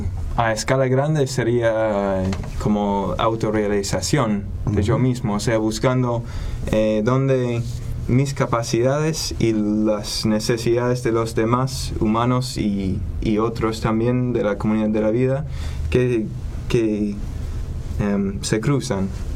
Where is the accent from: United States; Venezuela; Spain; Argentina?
United States; Texas; vengo de la costa del Golfo de México, cerca de Houston, y Galveston.